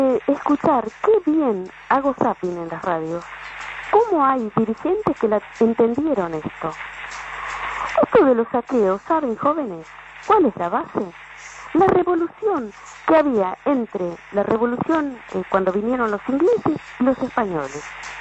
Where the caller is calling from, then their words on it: Argentina; Me emociona como argentina